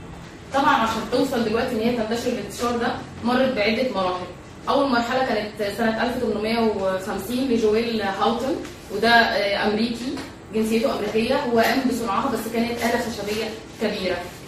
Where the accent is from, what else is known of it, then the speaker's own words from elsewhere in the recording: Egypt; الاكتشافات اللي ظهرت عندنا في مصر